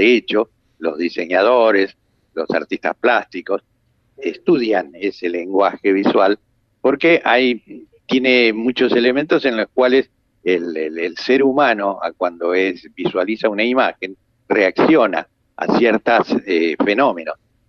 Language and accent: Spanish; La Plata, Buenos Aires Province, Argentina; Yo nací en Buenos Aires, pero vivo desde niño en La Plata.